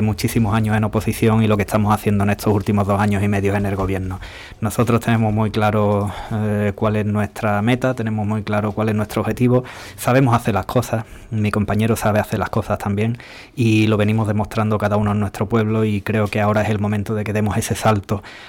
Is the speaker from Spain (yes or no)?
yes; Ubrique, Andalusia, Spain; a mí me gusta insistir siempre en mi pueblo, en Ubrique